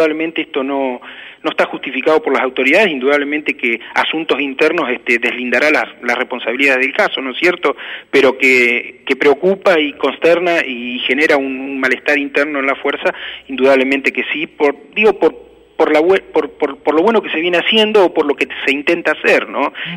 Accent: Loma Negra, Buenos Aires Province, Argentina; yo soy nacido y criado en Loma Negra, viví 22 años

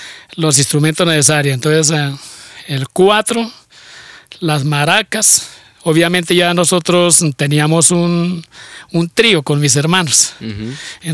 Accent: Gambita, Santander, Colombia; más posibilidad de lo que no tenía allá en mi pueblo, en Gambita, porque allá lo que no tenía eran los instrumentos.

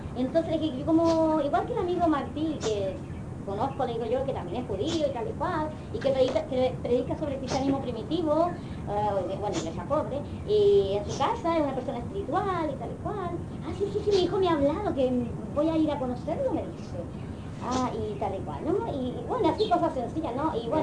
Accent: Chile; se parecen a la gente de Chile, le dije, porque allá en mi país es igual.

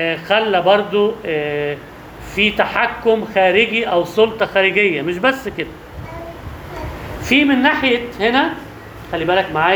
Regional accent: Egypt; بس يختلف في حاجات، تختلف بسيطة، في حاجات مش عندنا في مصر.

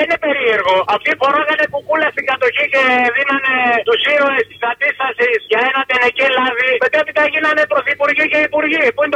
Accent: Eastern Macedonia and Thrace, Greece; από ό,τι βλέπεις στα μέρη μου εκεί πάνω, ειδικά ο τιμημένος Εύρος, που είναι και αρσενικός νομός

